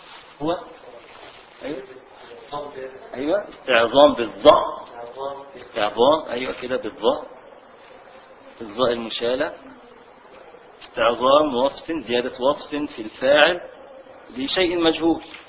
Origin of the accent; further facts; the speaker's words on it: Egypt; عندنا في مصر نقول له ولا، يعني تعالى يا ولد ولد، فنحذف الدال